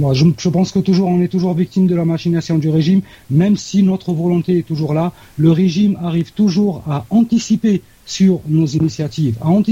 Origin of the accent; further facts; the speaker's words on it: Algeria; Ça, c'est une question que, en tant qu'Algérien, je me pose toujours